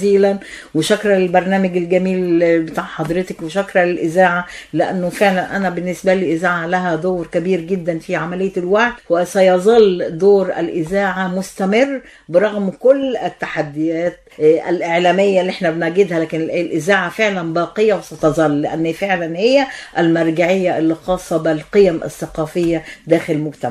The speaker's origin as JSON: {"language": "Arabic", "country": "Egypt", "said": "واللي احنا فعلا فخورين احنا كمصريين"}